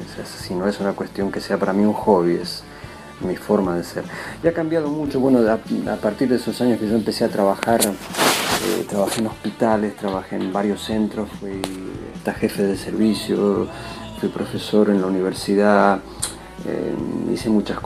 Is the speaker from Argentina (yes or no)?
yes; Buenos Aires, Argentina; now in Spain; 4 años que estuve aquí en Buenos Aires. Soy porteño, he crecido en Buenos Aires, así que quiero muchísimo esta ciudad y es como una extensión de mi casa.